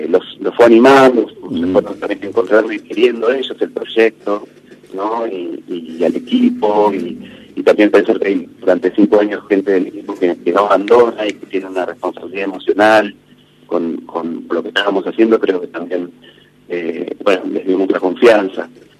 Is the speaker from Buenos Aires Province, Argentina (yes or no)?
yes; Carmen de Patagones, Buenos Aires Province, Argentina; los 3 somos oriundos de Rodrigo de Viedma y Pablo y yo de Patagones.